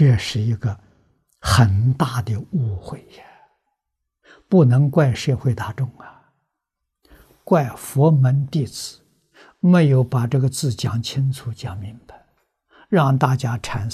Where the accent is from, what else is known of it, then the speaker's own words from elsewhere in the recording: Fujian, China; 因为我小时候住福建，福建佛乱的风气很深。啊，那个时候我念小学。